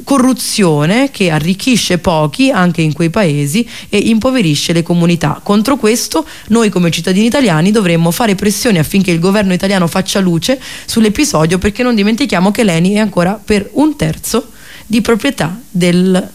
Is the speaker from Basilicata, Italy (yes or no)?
yes; Basilicata, Italy; perché vengo dalla Basilicata, dalla Val d'Agri.